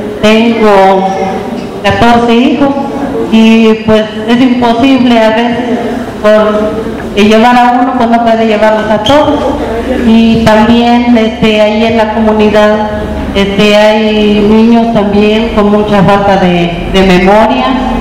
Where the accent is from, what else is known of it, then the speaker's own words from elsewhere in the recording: Dolores Hidalgo, Guanajuato, Mexico; vengo del municipio de Dolores Hidalgo.